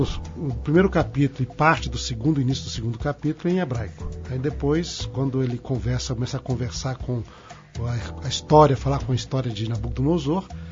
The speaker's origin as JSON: {"language": "Portuguese", "town": "Governador Valadares", "region": "Minas Gerais", "country": "Brazil", "said": "Sou de Mineiro, né? Governador Valadares. Eu me tornei adventista aos 17 anos"}